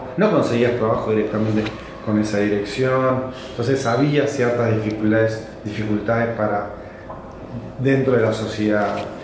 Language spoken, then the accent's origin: Spanish; Buenos Aires, Argentina; Y yo soy porteño, igual que … ¿entendés?